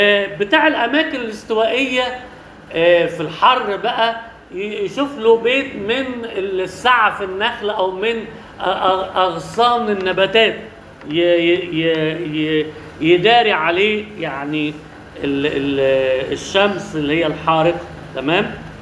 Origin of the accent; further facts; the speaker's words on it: Alexandria, Alexandria Governorate, Egypt; ودي عندنا في اسكندريه في حته اسمها عزبه الصيادين